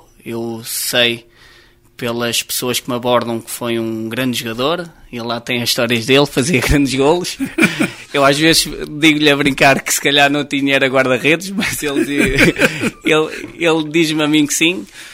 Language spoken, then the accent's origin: Portuguese; Gavinhos, Centro, Portugal; also born or lived in Oliveira do Hospital; Nasci em Oliveira do Hospital, 29 de abril de 1982, mas depois fui viver desde sempre para Gavinhos. Gavinhos de Cima, e aonde estive até aos meus 11 anos.